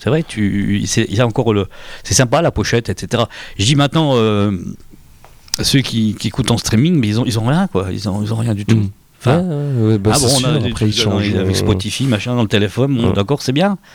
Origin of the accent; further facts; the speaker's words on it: France; quand on n'entendait plus grand chose chez nous, en France